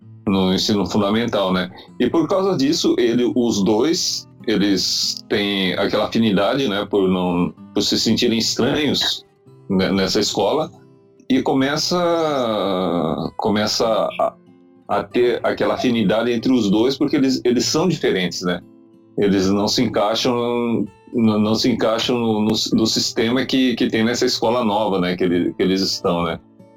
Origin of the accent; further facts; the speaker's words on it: Brazil; ainda bem que eu sou brasileiro